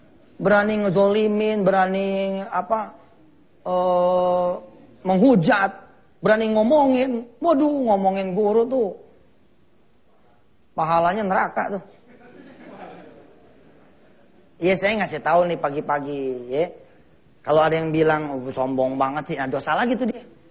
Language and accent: Indonesian; Jakarta, Indonesia; Takziman nih kalau kita orang Betawi punya nih